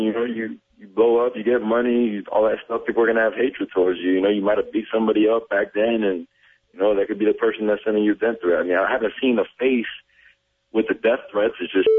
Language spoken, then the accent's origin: English; Miami, Florida, United States; I'm still from Miami, man. They got to support me.